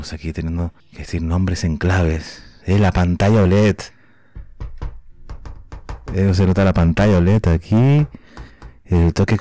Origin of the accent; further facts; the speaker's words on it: Canary Islands, Spain; accent: Canarian; puedo decir que soy de Canarias, ¿no? Ya mi acento me delata